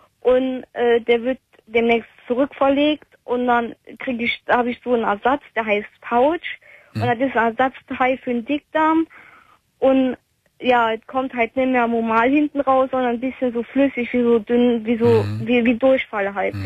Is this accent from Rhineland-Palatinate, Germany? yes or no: yes; Trier, Rhineland-Palatinate, Germany; Ich komme ja aus Trier und ich musste bis nach Limburg fahren